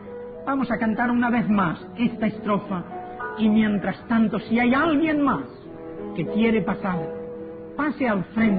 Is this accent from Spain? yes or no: yes; Spain; born there; Yo soy español porque nací en España.